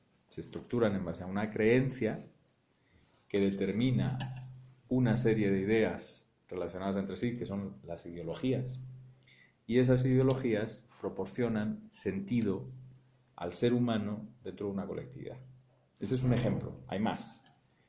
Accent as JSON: {"language": "Spanish", "country": "Spain", "said": "Como suena en español y como yo soy español"}